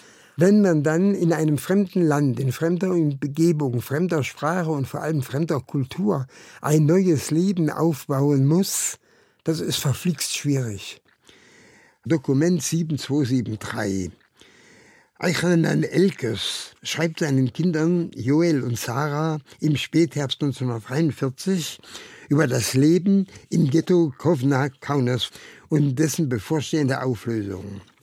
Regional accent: Karlsruhe, Baden-Württemberg, Germany; born there; Also, ich bin ein gebürtiger Karlsruher, habe dort das Licht der Welt 1927 entdeckt. Ich wurde dann mit den badischen Juden, bereits 1940 sozusagen als Test für die Nazis deportiert.

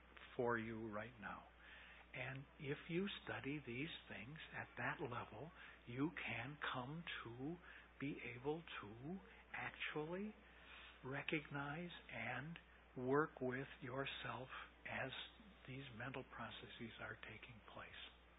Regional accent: United States; but I'm an American. And so I didn't grow up with the idea of rebirth.

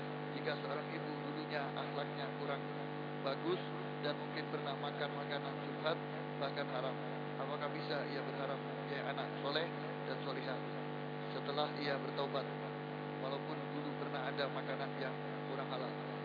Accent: Malang, East Java, Indonesia; Ada yang ini di daerah saya Malang, itu percaya diri bahwa dia bisa membimbing

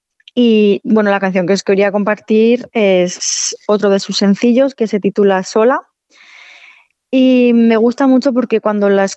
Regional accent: Navarre, Spain; aquí cerca de Frescano y de mi pueblo, que son las Bardenas Reales, que es un paisaje desértico súper curioso

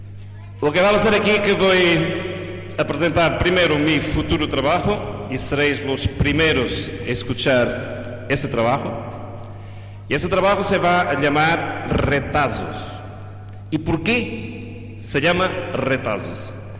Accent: Portugal; quando se dão conta que eu sou português

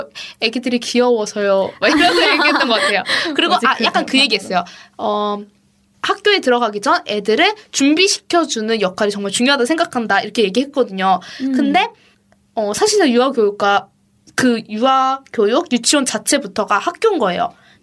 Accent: South Korea; 저는 저는 한국에서 한국 사람이고 여기서 몇 년 다녔고

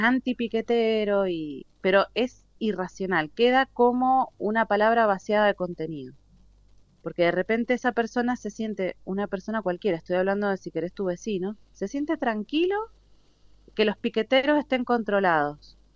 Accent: Mendoza, Argentina; no como politóloga y como ciudadana y como mendocina, me parece ridículo directamente

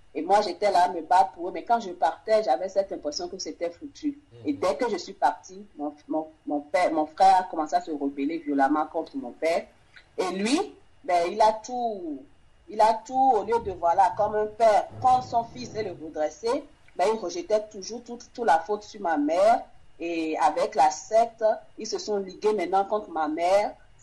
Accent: Benin; now in France; Dès que j'ai quitté le Bénin pour la France, les choses se sont empirées dans ma famille.

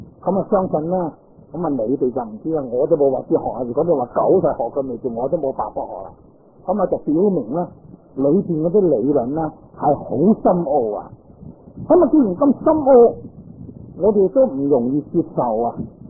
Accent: China; 我哋中国人都系属于矮仔之一类所涉噶啦

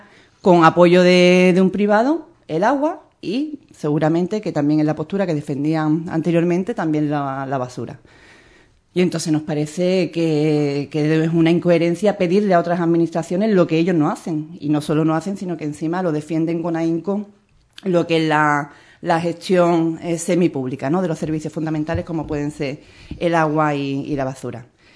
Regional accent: Andalusia, Spain; las leyes autonómicas que nos obligan a contribuir como andaluces

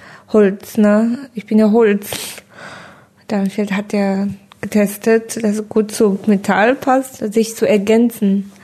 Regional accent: China; Also in China haben wir in meiner Heimat Hochzeit gefeiert einfach.

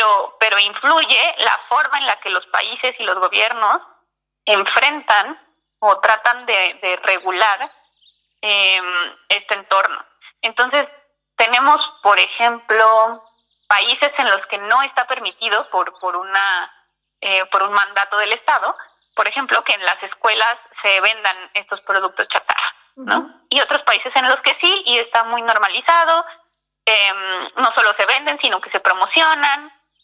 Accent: Mexico City, Mexico; yo soy de la Ciudad de México

